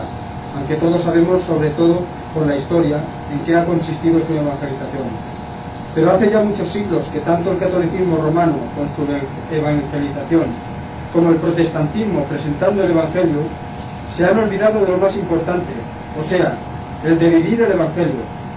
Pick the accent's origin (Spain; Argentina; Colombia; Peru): Spain; Inca, Balearic Islands; born there; Spanish is a second language; now in Palma, Spain; Soy cristiano … obrero yesero ya jubilado, mallorquín. Nací en Inca, pero hace muchos años que resido en Palma.